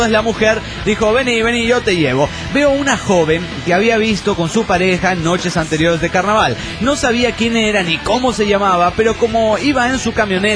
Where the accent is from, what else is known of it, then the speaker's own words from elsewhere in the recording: Guanajuato, Mexico; de Guanajuato, México.